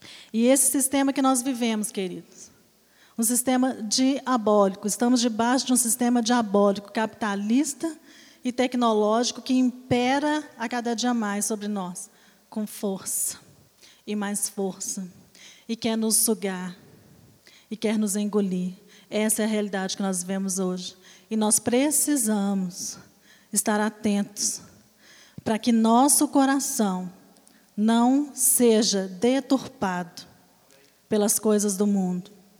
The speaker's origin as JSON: {"language": "Portuguese", "country": "Brazil", "said": "Porque nós, principalmente, como brasileiros, nós sempre damos um jeitinho para justificar algo."}